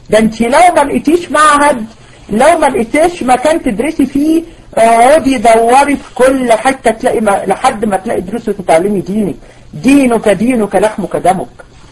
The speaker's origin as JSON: {"language": "Arabic", "country": "Egypt", "said": "احنا كميه موت الفجأة اللي بقت عندنا في مصر غير طبيعيه"}